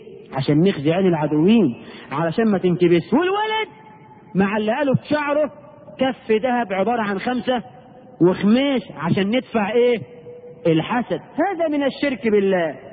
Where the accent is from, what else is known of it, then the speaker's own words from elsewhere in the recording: Egypt; احنا كمصريين